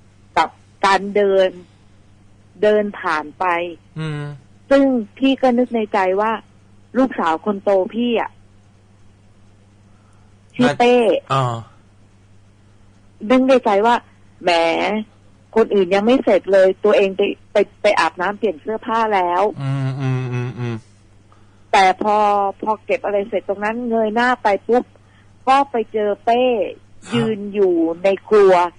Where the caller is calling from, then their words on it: Phuket, Thailand; ภูเก็ตค่ะ